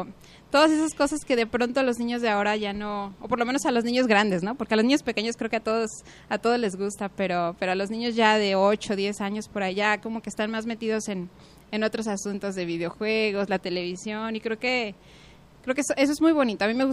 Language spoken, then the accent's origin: Spanish; Guadalajara, Jalisco, Mexico; Soy de Guadalajara, 100% tapatía.